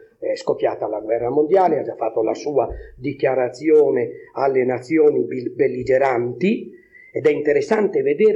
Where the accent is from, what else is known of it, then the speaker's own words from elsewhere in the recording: La Spezia, Liguria, Italy; now in Naples, Italy; io sono uno spezzino trapiantato a Napoli, sono della Spezia, nessuno è senza difetti, no?